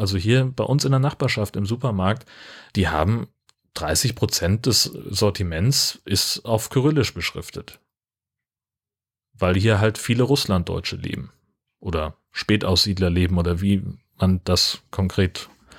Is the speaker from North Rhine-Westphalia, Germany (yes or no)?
no; Hesse, Germany; ich bin auf dem Dorf groß geworden in Hessen. Meine Eltern sind da auch nach 40 Jahren immer noch die Zugezogenen.